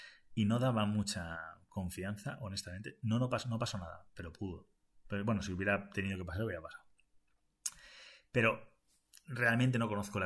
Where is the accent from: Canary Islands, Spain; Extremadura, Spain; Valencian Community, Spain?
Valencian Community, Spain; also born or lived in Asturias / Madrid; Porque yo soy español nada más. Y soy español. Y es verdad que dentro de lo que es España, pues he vivido en varias zonas de España. Me he movido relativamente, ¿no? He estado en Valencia originalmente.